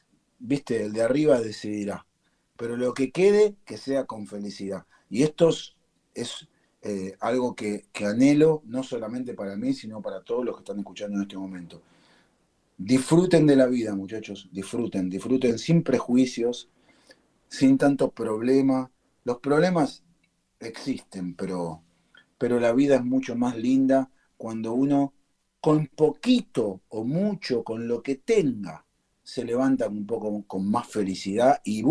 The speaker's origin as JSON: {"language": "Spanish", "country": "Argentina", "tie": "born there", "said": "de la generación anterior a mis abuelos, que vienen de ahí, ¿viste? Que vienen de ahí. Por supuesto, nací en Argentina, pero soy hijo de eso"}